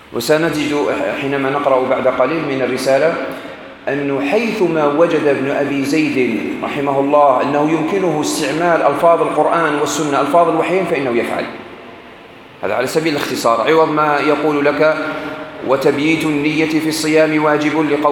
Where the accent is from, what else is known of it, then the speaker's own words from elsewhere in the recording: Algeria; وإحنا عندنا في الجزائر كما في تونس عندكم الباكور